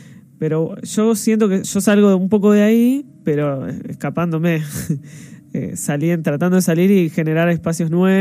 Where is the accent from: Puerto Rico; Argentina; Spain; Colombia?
Argentina; Berisso, Buenos Aires Province; now in Buenos Aires, Argentina; Y después, yo soy de Berisso, uh-huh. O sea, estudié en La Plata y me mudé a Capital